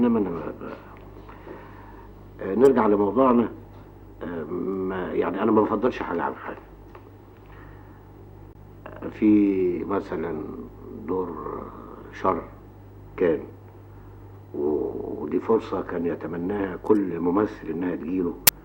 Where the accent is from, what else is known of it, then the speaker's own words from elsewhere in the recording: Egypt; او انا مصري ادافع على اثار بلدي